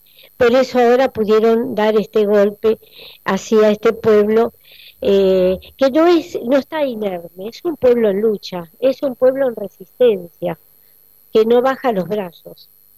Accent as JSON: {"language": "Spanish", "country": "Argentina", "said": "el gran compromiso nuestro como argentinos"}